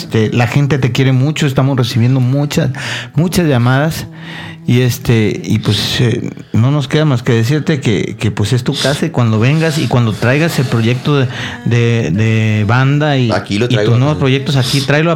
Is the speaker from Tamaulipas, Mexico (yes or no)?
yes; Ciudad Victoria, Tamaulipas, Mexico; que yo soy de Ciudad Victoria.